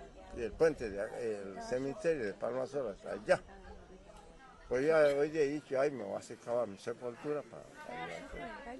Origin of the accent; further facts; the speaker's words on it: Jujuy, Argentina; soy buen jujeño, tengo hijos, nietos, bisnietos, buenos jujeños. Por eso me siento orgulloso que soy jujeño y no salgo para ningún lado. Me vivo acá, me vivo en esta zona hermosa.